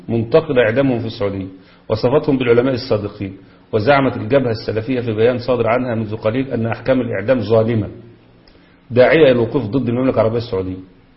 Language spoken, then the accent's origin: Arabic; Egypt; لان ده مش بس عندنا في مصر.